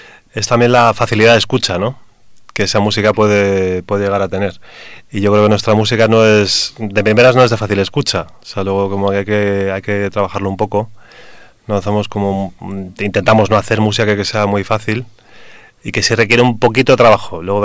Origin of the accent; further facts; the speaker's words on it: Madrid, Community of Madrid, Spain; Entonces, yo soy de Hortaleza, por cierto.